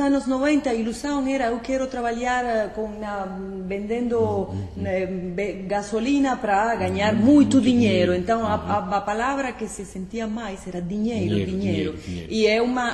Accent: Cuba; Portuguese is a second language; porque é uma sociedade, a sociedade cubana, onde eu cresci. Quando eu fui pequena, nos anos 70, 80

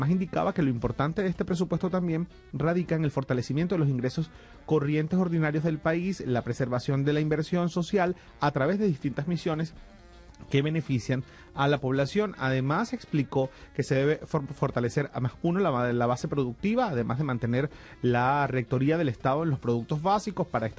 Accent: Venezuela; es que cambiar un poco la cultura como venezolanos y venezolanas

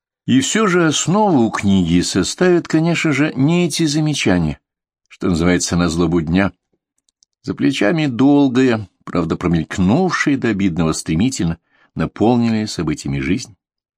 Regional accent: Moscow, Russia; born there; Я сам по национальности украинец. Родился, живу в Москве. Корни и здесь, и там, как и родные в России и на Украине.

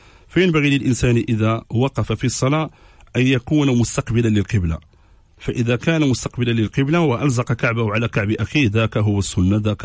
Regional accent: Casablanca, Casablanca-Settat, Morocco; انا راه حتى انا ولد الدار البيضاء راه تنفهم هذه اللغه

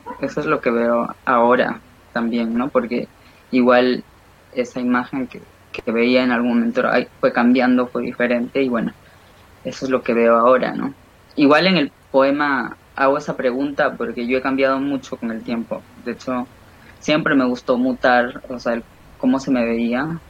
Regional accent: Lima, Peru; Yo, bueno, soy de Lima, nací en Lima, en Perú, vivo en Lima actualmente, y bueno, actualmente tengo 32 años

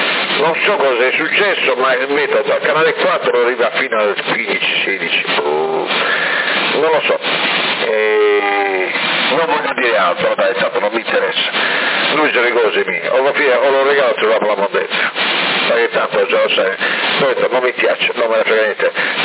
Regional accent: Florence, Tuscany, Italy; però io sono di Firenze, quindi ne ho sentito troppo.

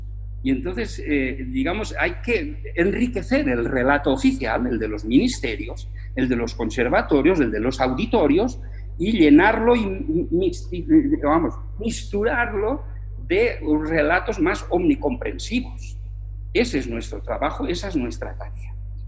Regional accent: Valencia, Valencian Community, Spain; Y hay dos casos en mi tierra, en Valencia, donde eso se da.

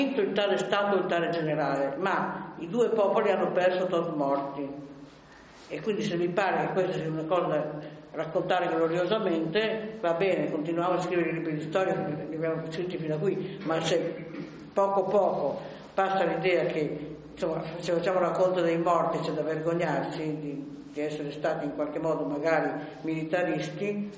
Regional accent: Novara, Piedmont, Italy; born there; Io mi ricordo che sono nata a Novara, quindi la resistenza la ricordo come è avvenuta da quelle parti lì.

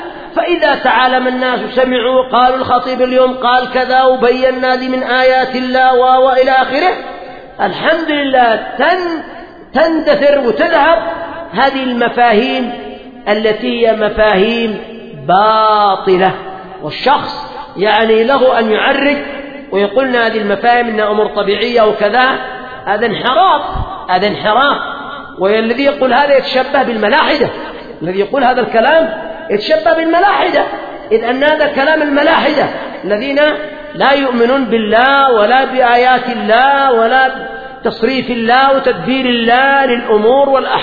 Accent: Yemen; الآن مثلا عندنا في اليمن المعتاد أن الأمطار تأتي في الصيف وفي الخريف

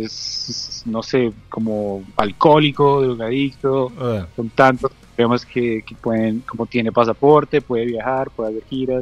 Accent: Bogotá, Colombia; Yo soy de Bogotá.

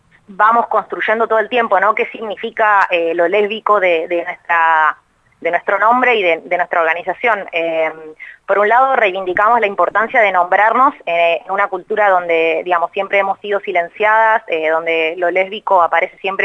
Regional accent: Buenos Aires, Argentina; soy de Capital

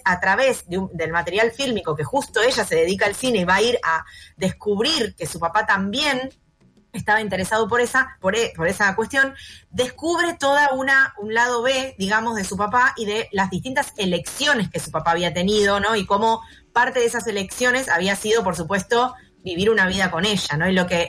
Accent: González Catán, Buenos Aires Province, Argentina; Me crié en Catán y se filmaron en Catán

